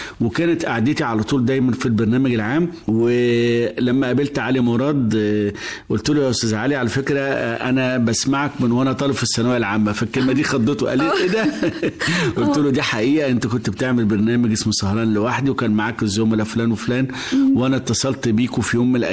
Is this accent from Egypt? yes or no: yes; Egypt; الراديو شكل وجداننا كلنا كمصريين من سنين طويلة جدا